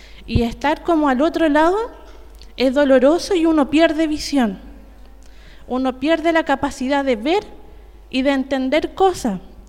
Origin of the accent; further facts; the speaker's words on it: Temuco, Araucanía, Chile; Yo también soy de Temuco.